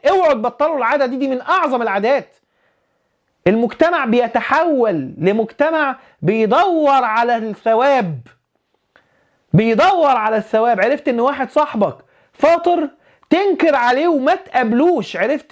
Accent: Alexandria, Alexandria Governorate, Egypt; وانا راجل اسكندراني وبننزل البحر، والبحر الابيض عالي

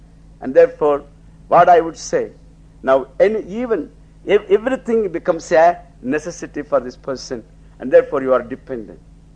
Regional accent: Tamil Nadu, India; moved away; When I was growing up in Tamil Nadu, in a small village, there even wearing a pair of shoes was a great luxury.

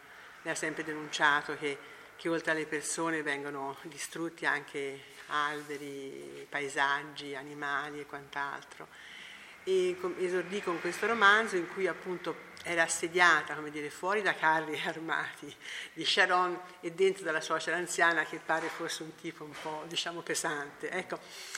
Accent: Amman, Amman Governorate, Jordan; Italian is a second language; E per me, sono cresciuta in Amman, sempre sentito da questa casa.

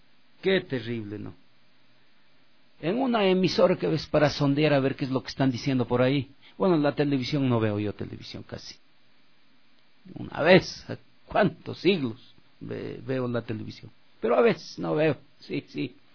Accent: Ecuador; Así somos los ecuatorianos.

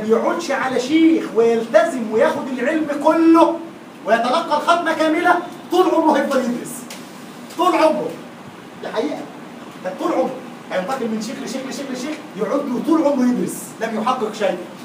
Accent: Egypt; وضحت ان الشيخ عندنا في مصر مهزقه

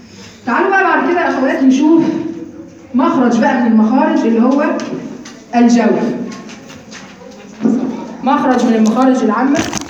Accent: Egypt; مش بس عندنا في مصر كمان الاماله في الالف

